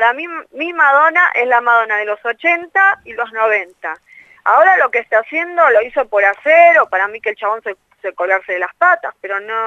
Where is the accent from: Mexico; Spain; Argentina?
Argentina; O sea, si yo soy argentina, soy nacionalista aparte, entonces necesito hacer temas en castellano